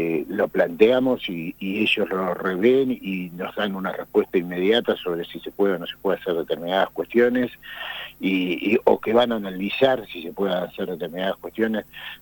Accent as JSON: {"language": "Spanish", "country": "Argentina", "said": "cuánto nos va a golpear a nosotros como argentinos"}